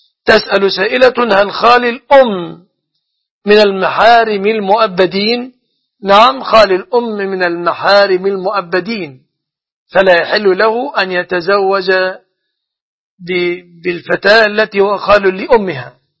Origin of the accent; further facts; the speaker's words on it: Egypt; فالصداق في بلادنا مصر يتمثل في غالب الأحوال في أمور ثلاث